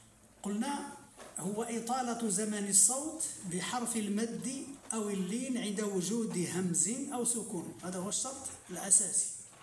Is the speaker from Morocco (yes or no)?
yes; Morocco; وقلنا بأن عندنا في المغرب يعني يزيدون سببا آخر وهو الشد